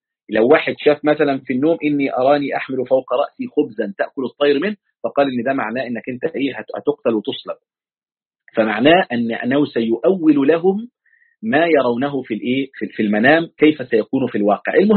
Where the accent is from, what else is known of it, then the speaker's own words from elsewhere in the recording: Egypt; كنت أقول الولي عشان عندنا في مصر بيقول الولي يعني